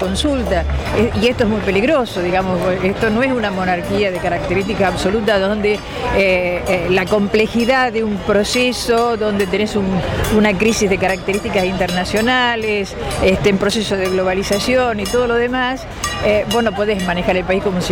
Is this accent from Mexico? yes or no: no; Tandil, Buenos Aires Province, Argentina; Soy de Tandil, ¿sí?